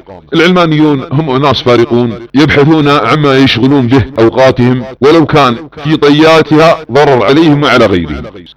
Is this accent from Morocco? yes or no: no; Saudi Arabia; ويصنع ملامح سياسية في بلادنا السعودية، بل أن يقول لأبناء وطني